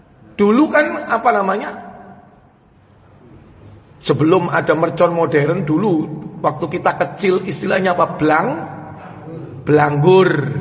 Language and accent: Indonesian; Java, Indonesia; Misalnya ada tradisi kita orang Jawa itu suka nganter-nganter makanan menjelang Ramadan.